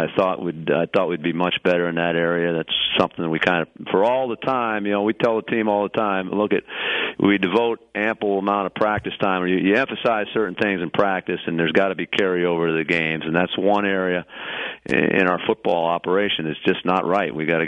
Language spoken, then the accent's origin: English; Massachusetts, United States; all the players in the offensive room knew that I was from Massachusetts